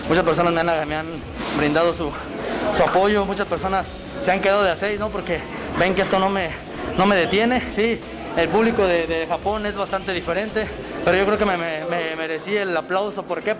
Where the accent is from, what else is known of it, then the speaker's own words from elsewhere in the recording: Jalisco, Mexico; Soy de Jalisco, es mi tierra